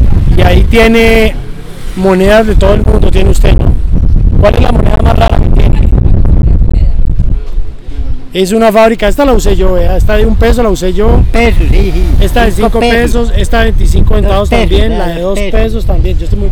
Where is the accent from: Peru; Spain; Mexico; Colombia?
Colombia; Cali, Valle del Cauca; De allá de donde vengo yo, de Cali.